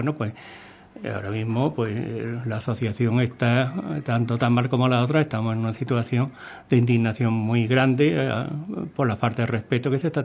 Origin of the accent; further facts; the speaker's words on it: Andalusia, Spain; pero que somos los gaditanos en general los que le hemos quitado.